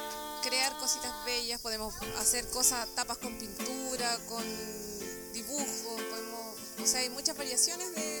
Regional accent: Temuco, Araucanía, Chile; somos de Temuco y feliz de participar en el taller de la encuadernación

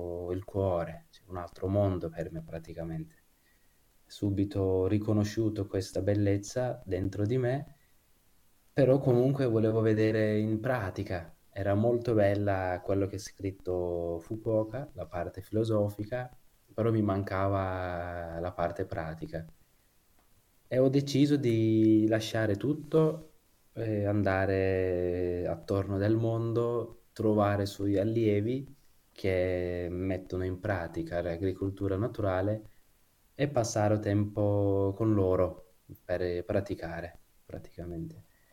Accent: Kurdistan, Turkey; also born or lived in Istanbul; Io diciamo sono nato e cresciuto in Kurdistan, in Turchia, poi sono andato a Istanbul per studiare

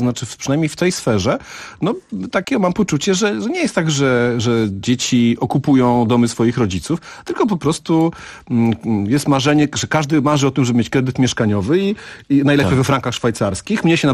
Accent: Piła, Greater Poland Voivodeship, Poland; moved away as an adult; Nie, wyprowadziłem się, wyjechałem na studia, więc to po prostu taka przymusowa emigracja z moich rodzinnych okolic Piły.

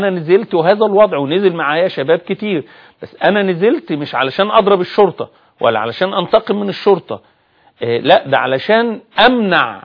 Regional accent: Egypt; لكن انا كمواطن مصري ومواطن موجود في ميدان التحرير

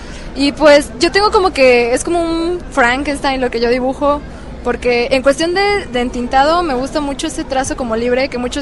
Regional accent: Cancún, Quintana Roo, Mexico; yo soy de Cancún

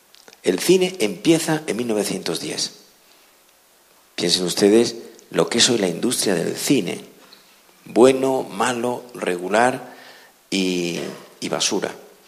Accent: Madrid, Community of Madrid, Spain; cuando digo que vengo de Madrid

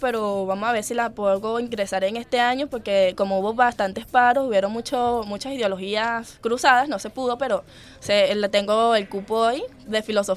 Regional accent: Los Teques, Miranda, Venezuela; also born or lived in Vargas; De Los Teques. De Los Teques nací en Vargas, pero toda mi crianza fue en Los Teques.

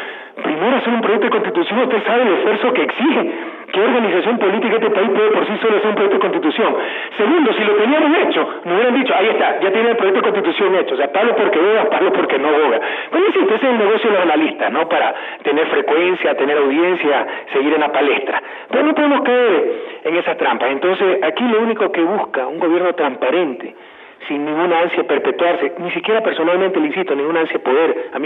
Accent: Guayaquil, Guayas, Ecuador; Porque nadie quiere predicar a mi ciudad natal, sería absurdo que yo como guayaquileño quiera predicar a Guayaquil.

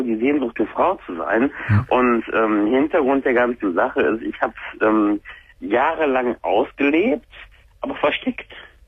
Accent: Düsseldorf, North Rhine-Westphalia, Germany; Ich komme aus der Nähe von... Ja, dem anderen Ort von Köln, der große Parkplatz von Köln.

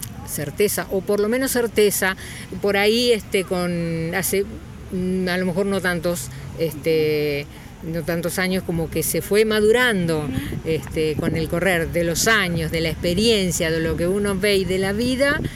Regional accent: Chivilcoy, Buenos Aires Province, Argentina; Soy de Chivilcoy.

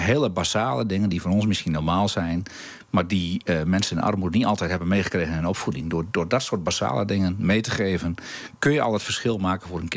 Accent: Emmer-Compascuum, Drenthe, Netherlands; Maar ik ben opgegroeid in Emmekopaskum, dat is in de oostkant van de gemeente Emmen.

